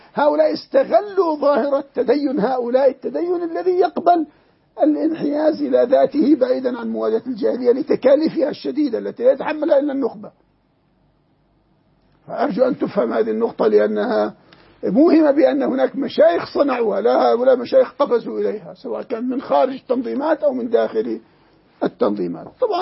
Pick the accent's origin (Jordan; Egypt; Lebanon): Jordan; كالغرايدة عندنا في الأردن